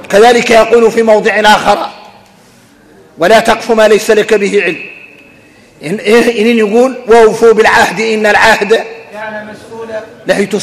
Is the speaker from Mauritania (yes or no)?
yes; Mauritania; واحنا موريتاني